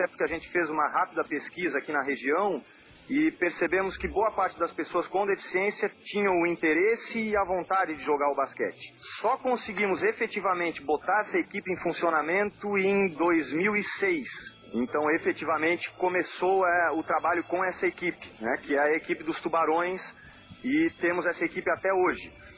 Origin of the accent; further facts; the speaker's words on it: Florianópolis, Santa Catarina, Brazil; also born or lived in Porto Alegre; eu sou nascido no Rio Grande do Sul, Porto Alegre, mas moro em Florianópolis, Santa Catarina, desde um ano de idade. Então eu sou sem sotaque mesmo.